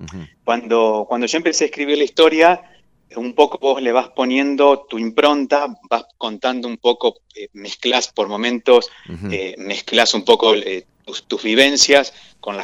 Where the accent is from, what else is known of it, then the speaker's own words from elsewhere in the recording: Gualeguaychú, Entre Ríos, Argentina; Yo soy originario de Gualeguaychú, mi familia es de allá.